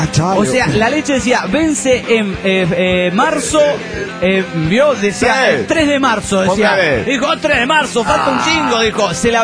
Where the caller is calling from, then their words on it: Puebla, Mexico; La semana pasada les escribí para pedirles que felicitaran a un una nalguita bien rica de aquí del estado de Puebla.